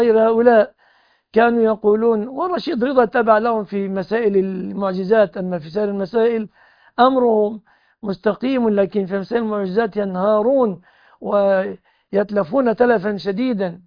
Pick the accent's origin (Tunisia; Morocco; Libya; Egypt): Egypt; أنا مصري وأقول آمين في كل